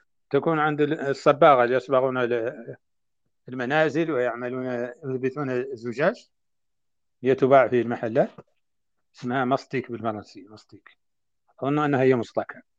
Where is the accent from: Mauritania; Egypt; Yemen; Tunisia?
Mauritania; وما زالت عندنا في موريتانيا تصنع من الجلود